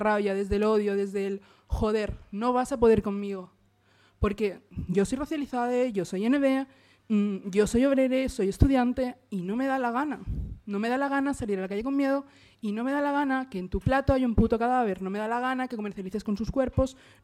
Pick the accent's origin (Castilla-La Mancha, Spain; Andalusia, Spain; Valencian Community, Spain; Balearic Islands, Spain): Valencian Community, Spain; Alicante; Para mí es un movimiento rabioso, sobre todo porque vengo de Alicante.